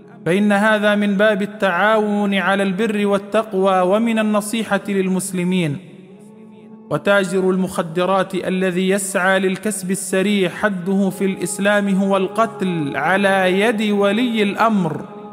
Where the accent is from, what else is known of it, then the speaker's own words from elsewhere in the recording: Upper Egypt, Egypt; عندنا في الصعيد يقولون